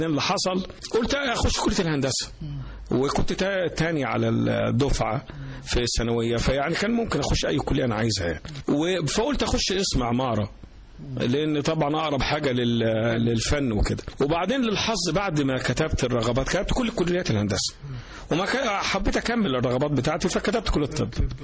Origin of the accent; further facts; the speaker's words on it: Mansoura, Dakahlia, Egypt; also born or lived in Cairo; بعد كده معظم حياتي كانت في المنصورة، اتنقلنا وانا سني صغير لمدينة المنصورة، ودخلت مدارس المنصورة، مدرسة الإمام محمد عبده، ومدرسة ابن الأمان، ومدرسة المنصورة الثانوية العسكرية، وبعد كده كلية الطب.